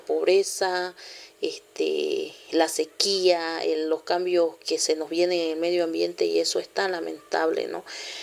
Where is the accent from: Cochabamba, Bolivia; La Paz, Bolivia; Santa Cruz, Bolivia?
Santa Cruz, Bolivia; San José de Chiquitos; soy de Bolivia, vivo en Santa Cruz, el departamento que está en peligro ahorita. Estamos en la Chiquitanía, soy el municipio de San José de Chiquitos y mi comunidad se llama San Juan.